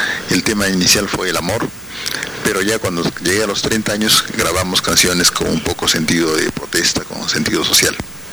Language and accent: Spanish; Huaraz, Ancash, Peru; Yo soy huaracino, quiero mi tierra